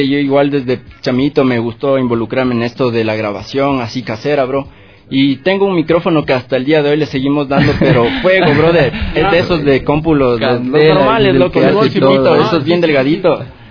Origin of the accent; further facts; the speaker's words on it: Sangolquí, Pichincha, Ecuador; yo soy de Sangolquí, brother, del Valle de los Chillos